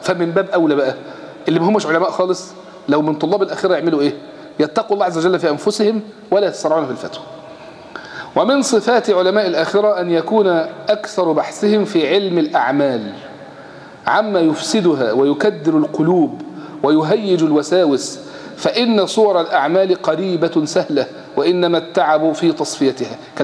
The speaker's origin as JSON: {"language": "Arabic", "country": "Egypt", "said": "اسهل حاجة عندنا في مصر يقول يا شيخ"}